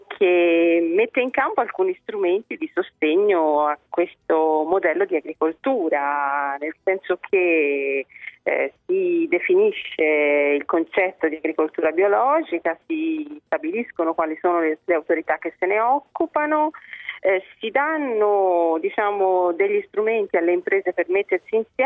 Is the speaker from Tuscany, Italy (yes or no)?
yes; Tuscany, Italy; Io da buona toscana conosco bene quelle del mio territorio